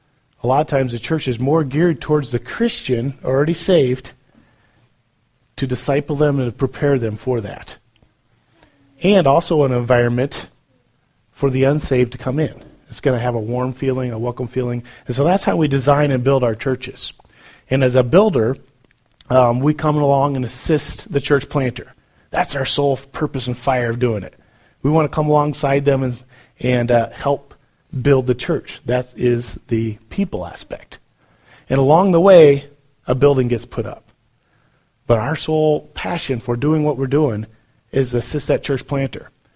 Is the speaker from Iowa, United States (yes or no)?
yes; Iowa, United States; I'm from Iowa, so we have tornadoes all the time.